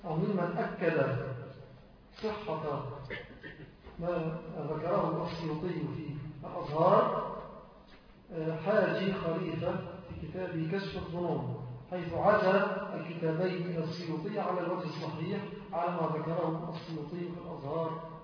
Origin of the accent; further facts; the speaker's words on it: Egypt; أنا أقول على الأقل في بلدنا مصر